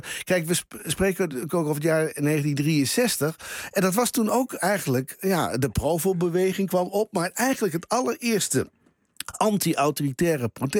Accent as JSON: {"language": "Dutch", "region": "Drenthe", "country": "Netherlands", "tie": "born or raised there", "said": "Ik ben zelfs ben ik geboren en getogen in Drenthe."}